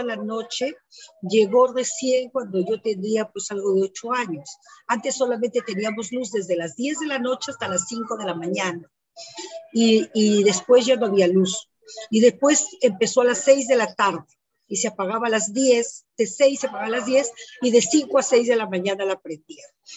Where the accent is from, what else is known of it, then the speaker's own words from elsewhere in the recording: Lima, Peru; born there; Entonces ahora me veo obligada a poner que nací en Lima, pues, ¿no? Porque antes yo ponía Canta en 1959, ahora pongo Lima en 1959